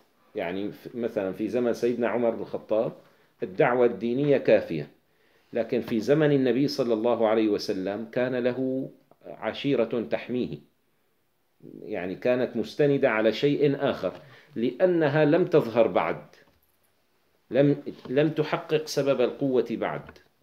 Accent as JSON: {"language": "Arabic", "town": "Damascus", "region": "Damascus Governorate", "country": "Syria", "said": "طيب أنا كدمشقي، البيروتي أقرب إلي من الحمصي، أقرب بكثير"}